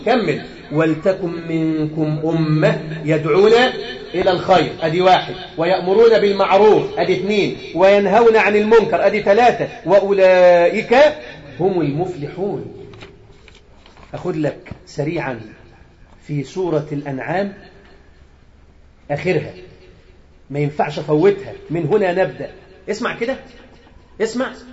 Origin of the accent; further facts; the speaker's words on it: Egypt; أنا مصري، أنا مصري وسني